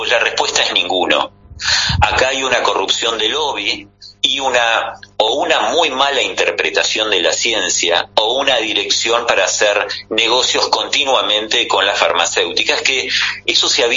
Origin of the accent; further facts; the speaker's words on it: Argentina; Simplemente soy un ciudadano argentino orgulloso de vivir en estos lares. 16 generaciones aquí, así que me siento bien parte de la tierra.